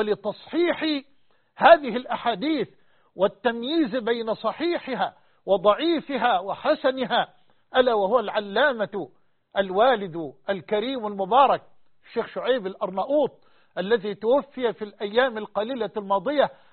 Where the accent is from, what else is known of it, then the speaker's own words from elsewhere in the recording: Egypt; وأن يحفظ بلدنا مصر وجميع بلاد